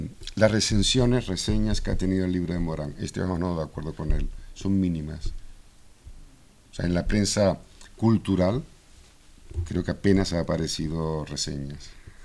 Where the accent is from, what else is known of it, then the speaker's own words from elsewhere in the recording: Canary Islands, Spain; soy un canario enamorado de España